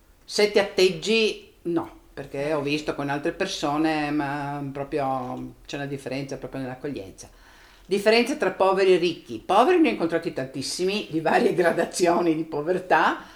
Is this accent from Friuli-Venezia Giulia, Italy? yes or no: yes; Trieste, Friuli-Venezia Giulia, Italy; born there; ovviamente sono nata a Trieste, vivo a Trieste, quindi sono nata in un certo tipo di cultura, e quindi chiaramente sono nata dentro alla cultura cristiana cattolica, per forza di cose.